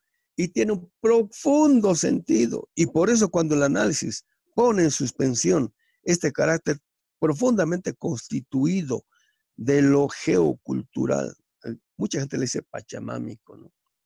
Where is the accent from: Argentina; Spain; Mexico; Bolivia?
Bolivia; El hecho de que yo sea universal o crea que soy universal, soy boliviano